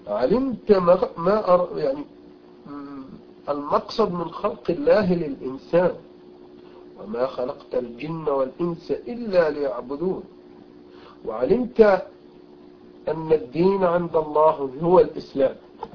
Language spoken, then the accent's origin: Arabic; Egypt; وعندنا في مصر مثلا كثير الكثير